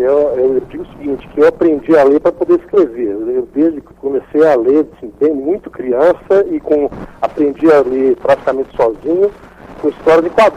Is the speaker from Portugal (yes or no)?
no; Belo Horizonte, Minas Gerais, Brazil; Sou de Belo Horizonte.